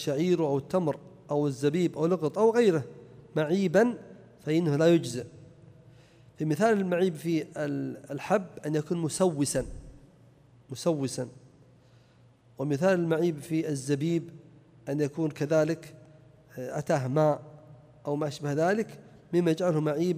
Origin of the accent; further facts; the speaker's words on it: Najd, Saudi Arabia; فإذا كان الناس لا يأكلونه كما عندنا في نجد وأظن أكثر البلدان كذلك